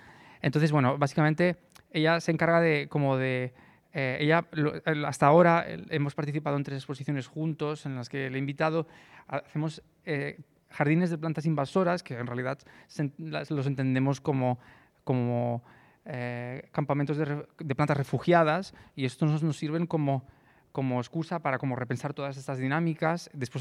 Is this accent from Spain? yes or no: yes; Lleida, Catalonia, Spain; yo soy de Lleida y ahí se evidencia mucho